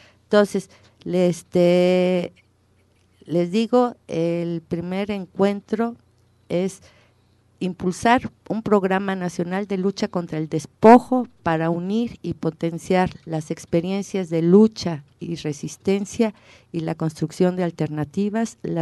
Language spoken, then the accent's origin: Spanish; Mexico; porque como mexicanos no nos estamos dejando